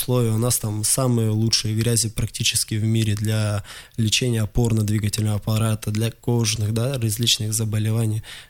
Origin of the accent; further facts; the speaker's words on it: Krasnoyarsk Krai, Russia; Я сейчас планирую построить, откуда я родом, да, с курорта озера Учум, построить там спортивную базу